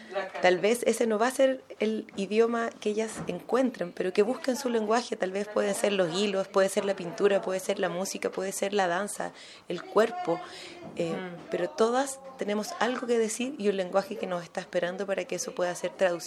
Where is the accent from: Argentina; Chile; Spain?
Chile; soy una mujer chileno-palestina, desde ahí me reconozco y me posiciono.